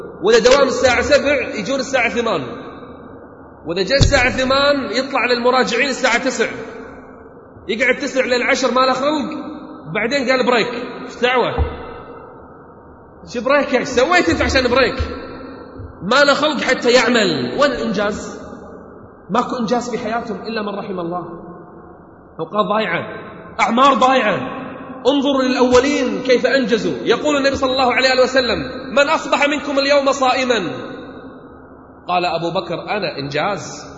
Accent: Kuwait; احنا عندنا في الكويت الحين حملة

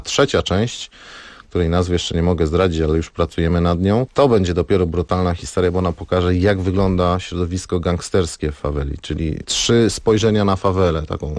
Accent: Silesian Voivodeship, Poland; now in Warsaw, Poland; ja jestem ze Śląska Górnego, mieszkam w Warszawie, mieszkam w Gdańsku

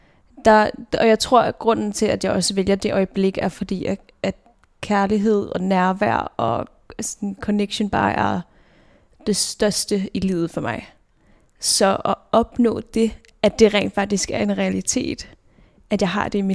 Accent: Roskilde, Zealand, Denmark; jeg er født og opvokset i Roskilde.

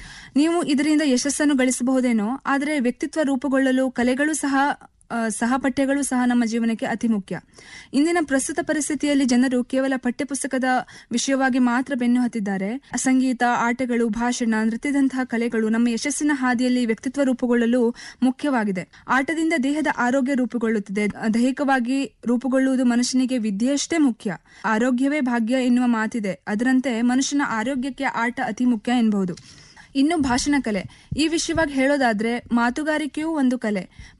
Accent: Yellapur, Karnataka, India; ನನ್ನ ಊರು ಉತ್ತರ ಕನ್ನಡ ಜಿಲ್ಲೆಯ ಯಲ್ಲಾಪುರ.

